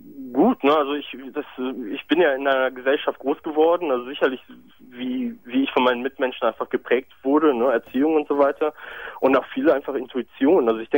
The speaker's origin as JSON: {"language": "German", "country": "Brazil", "said": "Ich komme aus Brasilien, bin in Brasilien geboren."}